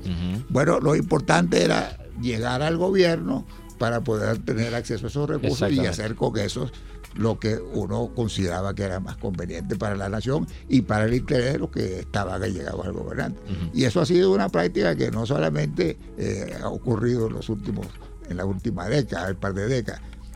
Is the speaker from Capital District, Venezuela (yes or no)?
no; Monte Carmelo, Trujillo, Venezuela; moved away; yo soy de origen rural.